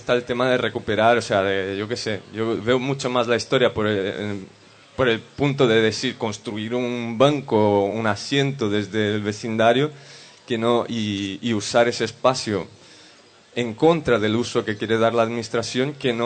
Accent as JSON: {"language": "Spanish", "region": "São Paulo", "country": "Brazil", "second_language": "Spanish", "said": "Yo vengo de São Paulo, en Brasil, que es una ciudad que tiene una imagen súper mala"}